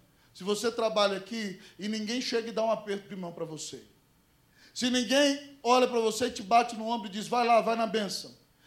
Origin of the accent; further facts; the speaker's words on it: Minas Gerais, Brazil; Eu posso falar porque eu sou mineiro, viu, irmão?